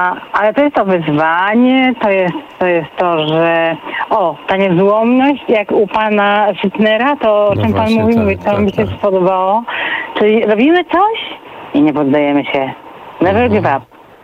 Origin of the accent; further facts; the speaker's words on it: Greater Poland Voivodeship, Poland; Ja byłam bardzo pilną uczennicą, dzieckiem będąc, Wielkopolanka.